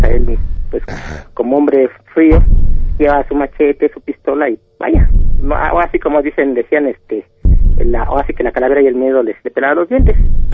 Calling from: State of Mexico, Mexico; Mira, hablo aquí de Zabalcoyos, del Estado de México.

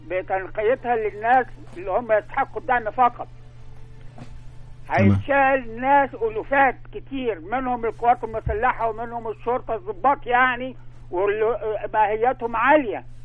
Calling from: Alexandria, Alexandria Governorate, Egypt; من اسكندرية يا فندم.

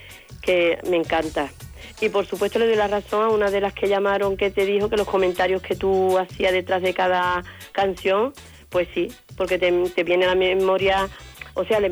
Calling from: Seville, Andalusia, Spain; de Sevilla.

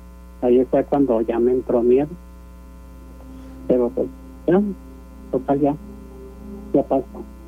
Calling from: Guadalupe, Nuevo León, Mexico; De Guadalupe, Nuevo León.

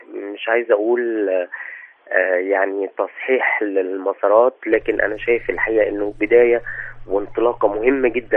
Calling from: Sharqia Governorate, Egypt; أنا أتكلم من الشرقية.

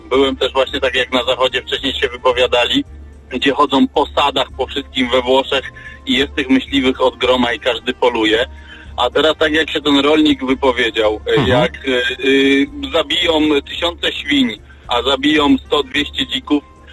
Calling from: Lower Silesian Voivodeship, Poland; Witam, a ja też z Dolnego Śląska, niedaleko Wrocławia

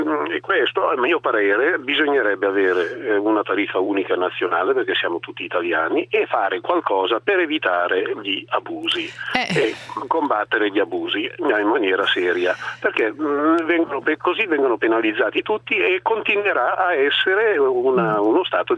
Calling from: Bari, Apulia, Italy; also born or lived in Reggio Emilia; io telefono da Bari, ma mi sono trasferito da Reggio Emilia 2 anni fa

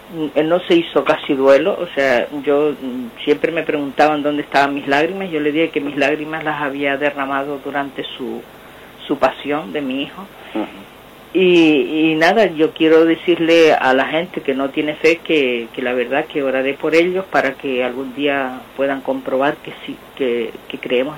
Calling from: Tenerife, Canary Islands, Spain; de Tenerife

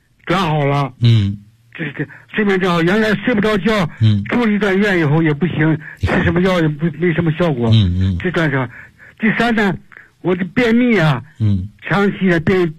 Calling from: Beijing, China; 我是北京的

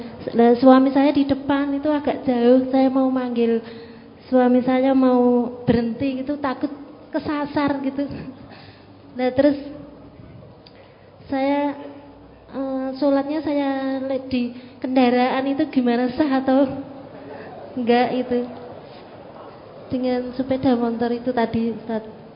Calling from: Gemolong, Central Java, Indonesia; Mau saya dari Gemolong

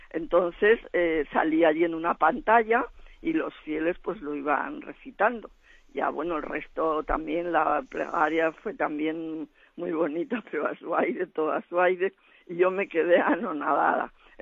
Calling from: Zaragoza, Aragon, Spain; de Zaragoza.

